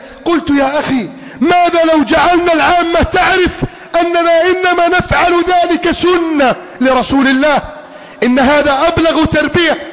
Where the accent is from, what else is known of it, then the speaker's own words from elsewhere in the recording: Egypt; واجعل بلدنا مصر آمنا مطمئنا سخاء رخاء عظيما منتصرا كبيرا